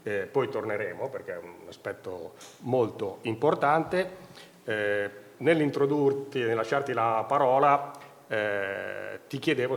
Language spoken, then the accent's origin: Italian; Bologna, Emilia-Romagna, Italy; born there; now in Bolzano, Italy; in quanto anch'io non sono altoatesino, sono nato a Bologna, mi sono trasferito ormai 12 anni fa